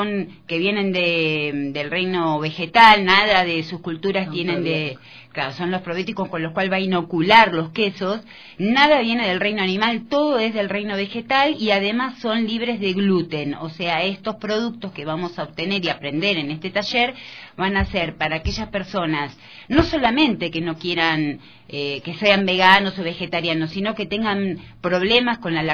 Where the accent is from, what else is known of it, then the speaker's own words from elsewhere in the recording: Argentina; yo soy argentina